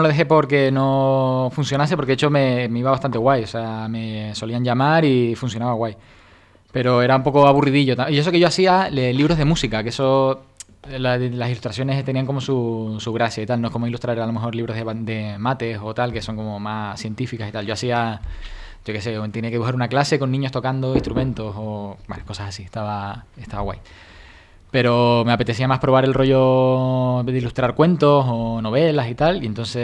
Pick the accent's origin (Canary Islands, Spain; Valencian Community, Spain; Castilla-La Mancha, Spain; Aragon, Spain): Canary Islands, Spain; accent: Canarian; No sabéis interpretar mi acento canario.